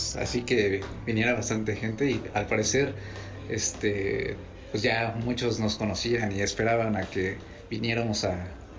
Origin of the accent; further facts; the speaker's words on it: Mexico; porque hay canciones que están en francés, sin embargo, somos mexicanos.